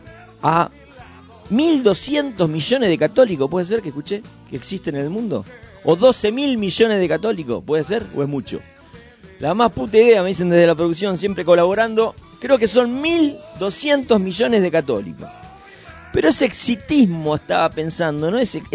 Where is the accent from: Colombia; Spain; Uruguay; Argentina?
Argentina; qué maravilloso que somos los argentinos